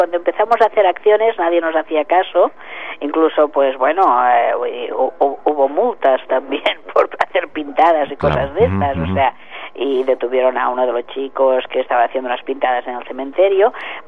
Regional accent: L'Hospitalet de Llobregat, Catalonia, Spain; también se ha hecho una ruta en Hospitalet, de donde soy yo

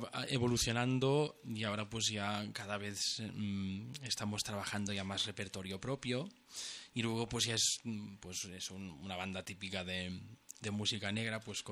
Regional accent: Centelles, Catalonia, Spain; yo vengo de Centellas, de la comarca de Osona también, que estamos a 50 kilómetros de Barcelona, ¿no?

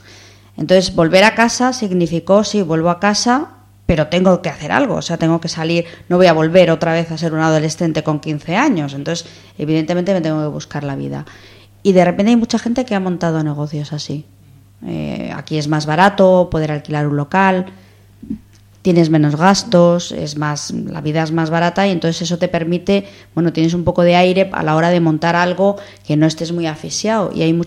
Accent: Madrid, Community of Madrid, Spain; now in Gijón, Spain; yo soy de Madrid, no tengo ningún vínculo con Asturias. De hecho, es que no había venido casi nunca aquí. O sea, cuando aterricé aquí, para mí era todo nuevo.

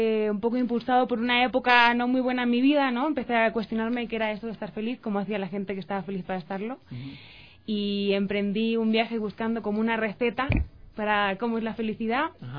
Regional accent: Spain; mi acento delata que soy del viejo continente, soy española.

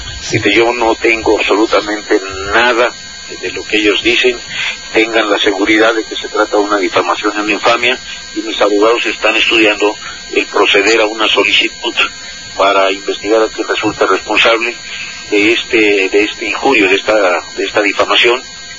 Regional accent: Tehuantepec, Oaxaca, Mexico; also born or lived in Mexico City; Yo soy originario de Oaxaca, nací en Tehuantepec, estudié hasta ahí, estudié hasta la preparatoria ahí.

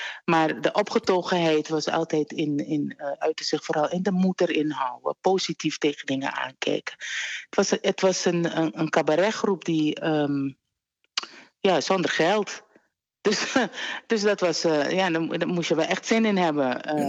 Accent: Suriname; Daar ging ik als kind in Suriname opgroeien.

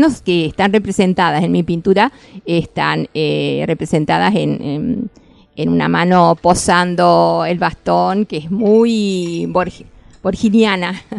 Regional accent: Villa de María del Río Seco, Córdoba, Argentina; tuve la idea de convocar a gente de mi pueblo en el norte de Córdoba, Villa de María del Río Seco

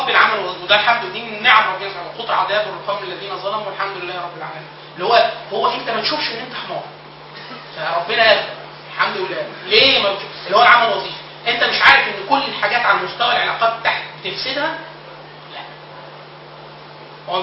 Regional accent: Upper Egypt, Egypt; وطبعا انا من الصعيد اصلا

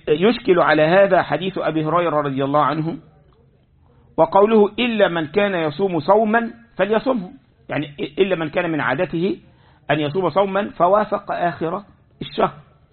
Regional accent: Egypt; يعني عندنا في مصر الناس يسمون

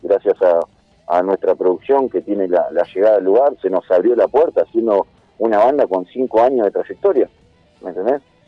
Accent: Escobar, Buenos Aires Province, Argentina; a nosotros que somos de Escobar, de José Paz, es muy loco ir a tocar a San Justo

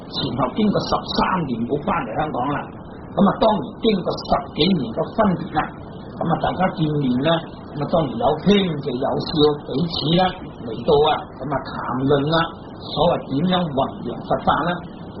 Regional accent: China; 我哋中國人啊，就係中國人啊嘛。

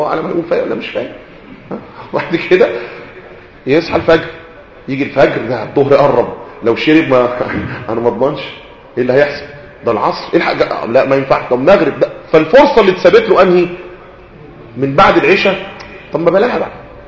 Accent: Egypt; وانا مش مصري زيك وابويا مصري وامي مصريه ومراتي مصريه وابني مصري وجدي مصري

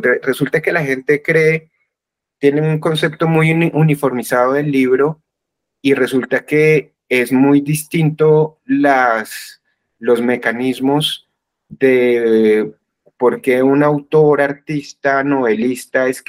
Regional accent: Colombia; por qué somos como somos los colombianos

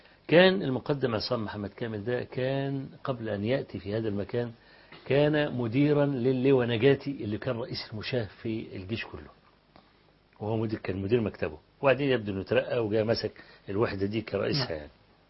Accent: Egypt; فأنت من مصر؟ قلت له أنا من مصر

